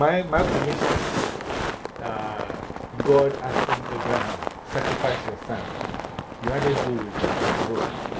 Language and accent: English; Ghana; moved away; because I came from Ghana. Like, by the time I came here, I was only in this country. Like, I had just come from Ghana.